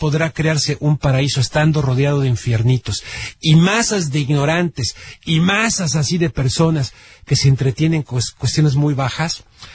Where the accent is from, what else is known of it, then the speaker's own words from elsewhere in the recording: Mexico; Nosotros como mexicanos, en este caso, como salvadoreños o como hondureños o como lo que sea